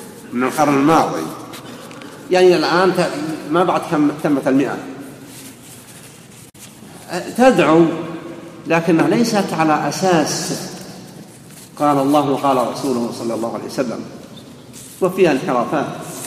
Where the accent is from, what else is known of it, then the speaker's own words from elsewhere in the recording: Riyadh, Riyadh Province, Saudi Arabia; قبل أن يأتي منهم أحد عندنا في الرياض